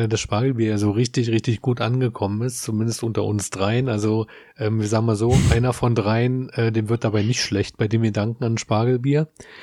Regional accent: Berlin, Germany; Selbst ich als Berliner, der das ganz gut kennt, kann das immer nicht so greifen.

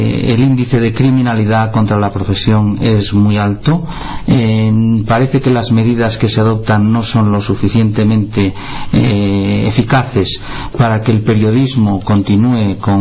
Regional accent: Spain; cuando en mi país, en España, no tenemos parangón posible

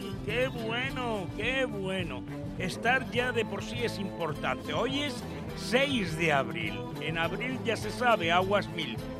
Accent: Cuevas de Velasco, Castilla-La Mancha, Spain; de mi pueblo, de Cuenca, de Cuevas de Velasco.

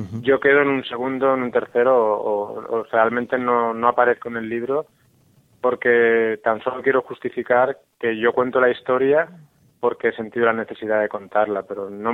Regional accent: Spain; now in Mexico; ese escape que yo realicé cuando me fui de España a vivir a México, uh-huh, y de ahí a visitar el desierto.

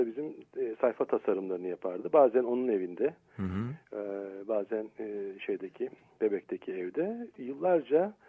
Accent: Istanbul, Turkey; ben kendimi Selanikli olarak görüyorum. Çünkü bir mübadil çocuğuyuz. Oradan tabii Türkiye'ye gelip buralarda büyüdük tabii. Basınköy'de oturdum. Türkiye'nin ilk gazetecilerinin kurduğu Basınköy'de. Tabii ben gazeteci bir babanın çocuğu değildim. Denizciydi benim babam. Orada oturduk.

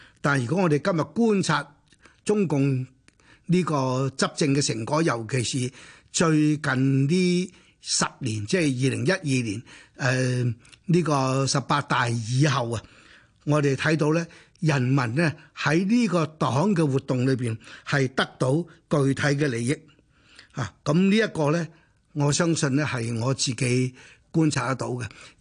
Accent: Hong Kong; accent: Hong Kong; 咁我係香港嚟嘅，咁於是我哋就廣東話溝通，即係用香港話溝通。

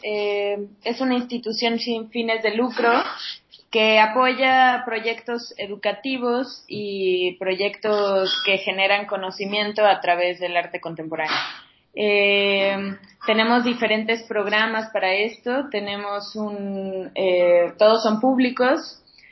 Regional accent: Mexico City, Mexico; Bueno, yo soy aquí de México, Distrito Federal.

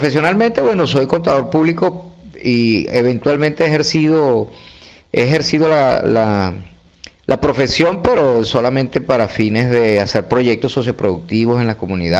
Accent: Barquisimeto, Lara, Venezuela; Pero yo venía de Barquisimeto. Yo soy de Barquisimeto.

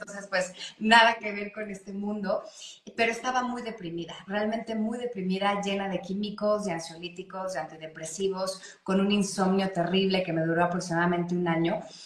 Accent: Mexico; como decimos aquí en mi país, en México

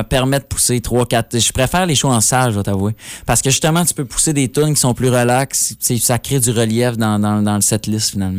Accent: Alma, Quebec, Canada; Donc je dis que je viens d'Alma.

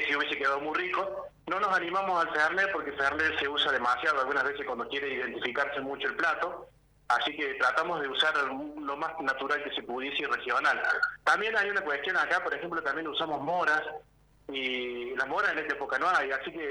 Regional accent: Tulumba, Córdoba, Argentina; now in Agua de Oro, Argentina; yo soy de Tulumba y vivo en Agua de Oro. Gracias a Dios vivo en un lugar tan lindo como Agua de Oro.

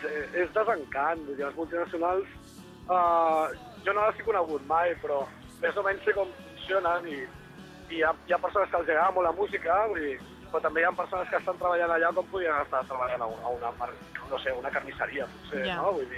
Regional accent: Catalonia, Spain; per l'altre sí que som molt catalans.

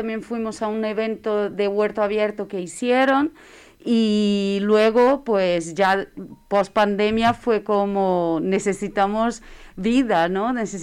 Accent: Brazil; Spanish is a second language; now in Madrid, Spain; Vengo de Brasil. Ya vivo aquí en Madrid hace... 6 años

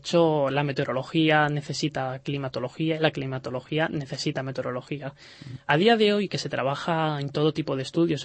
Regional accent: Toledo, Castilla-La Mancha, Spain; es el mediterráneo del interior, de la zona de Madrid, Toledo, que además es de donde yo soy.

